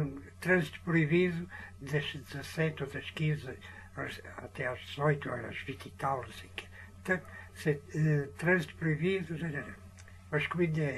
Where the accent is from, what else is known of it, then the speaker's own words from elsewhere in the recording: Lisbon, Portugal; moved away; Eu vim de Lisboa, saí de Lisboa em 85.